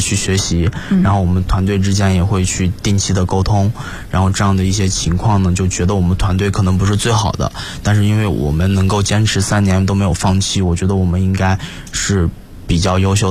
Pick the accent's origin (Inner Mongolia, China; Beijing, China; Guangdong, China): Inner Mongolia, China; 我自己来自于内蒙古，其实内蒙古的教育一直是处于一个